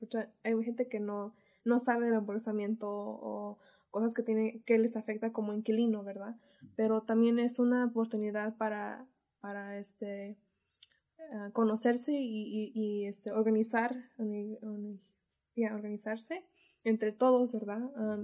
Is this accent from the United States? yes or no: yes; Santa Ana, California, United States; soy de Santana y soy voluntaria del Centro Cultural de México.